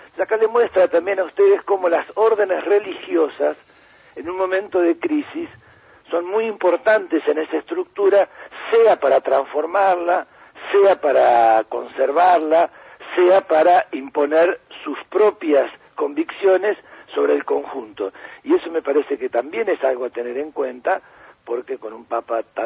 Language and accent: Spanish; Buenos Aires, Argentina; Vecino mío, porque yo soy de Villa Urquiza.